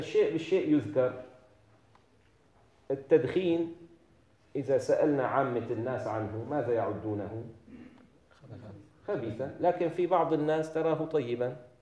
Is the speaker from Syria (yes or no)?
yes; Syria; now in Turkey; هنا في تركيا علماء تركيا يخففون فيه، عندنا في الشام علماؤنا يشددون فيه